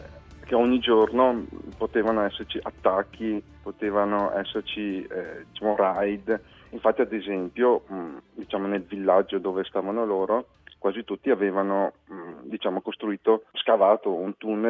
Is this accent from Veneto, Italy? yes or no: yes; Veneto, Italy; born there; io sono nato in Italia, per la precisione in provincia di Treviso.